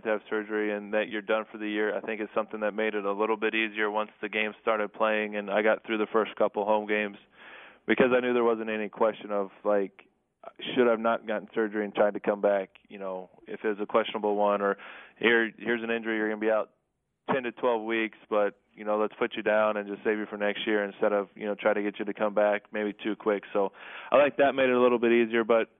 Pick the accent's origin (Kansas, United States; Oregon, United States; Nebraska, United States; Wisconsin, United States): Kansas, United States; born or raised there